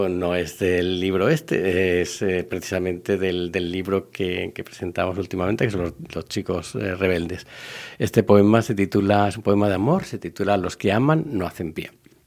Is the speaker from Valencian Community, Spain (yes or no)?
yes; Valencia, Valencian Community, Spain; los años en los que yo vivía en Valencia. Yo soy valenciano, vivía hasta allí, hasta el año 91.